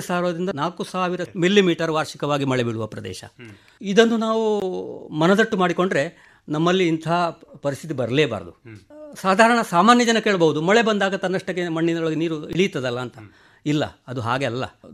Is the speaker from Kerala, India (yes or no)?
yes; Padre, Kerala, India; ನಮ್ಮ ಪಡ್ರೆಯಲ್ಲಿ ನಮ್ಮ ಜೀವನಾಡಿಯಾ